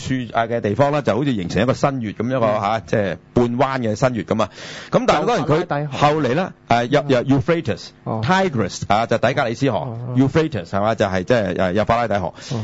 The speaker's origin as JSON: {"language": "Cantonese", "country": "China", "said": "因為遷就我哋中國人啊，我哋中國人就"}